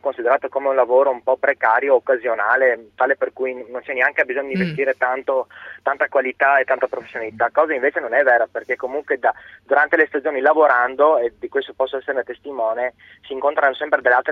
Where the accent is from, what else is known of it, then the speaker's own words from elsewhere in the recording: Vicenza, Veneto, Italy; moved away as an adult; Io ho 25 anni, sono di Vicenza, diciamo sono partito a 18 anni